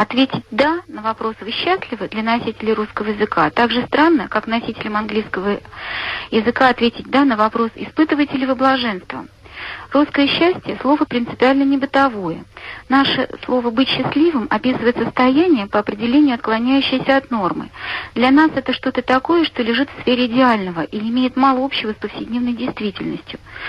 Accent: Nizhny Novgorod, Nizhny Novgorod Oblast, Russia; я из Нижнего Новгорода.

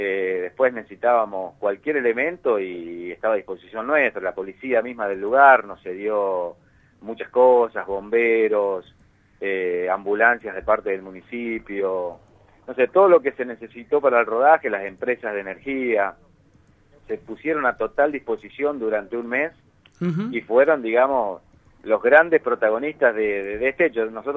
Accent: Buenos Aires Province, Argentina; Yo soy nativo de acá.

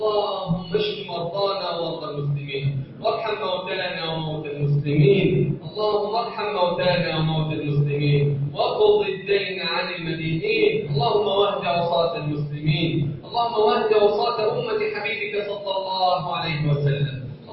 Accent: Egypt; اللهم اجعل بلدنا مصر امنا امانا سخاء رخاء وسائر بلاد المسلمين

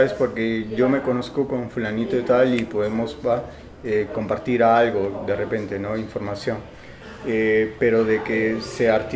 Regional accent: Lima, Peru; de Lima, Perú.

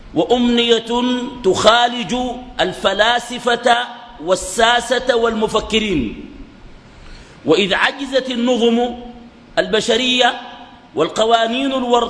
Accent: Sudan; بعد بروز فتنة دارفور عندنا في السودان

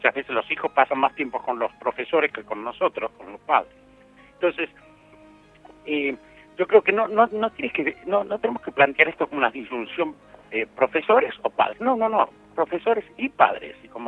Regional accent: Argentina; now in Spain; De Argentina.

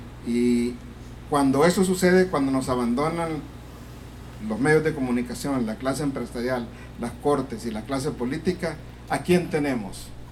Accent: El Salvador; yo soy salvadoreño y ya estoy viejo. Viví, joven. Viví todo el tiempo que pasó la guerra en El Salvador

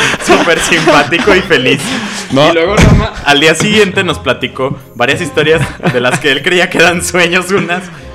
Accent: Mexico; Somos mexicanos, nos tienen miedo, güey.

